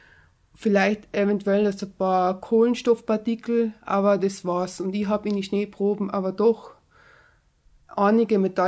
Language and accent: German; Tyrol, Austria; born there; Also ich bin in Tirol geboren, ich bin jetzt 30 Jahre alt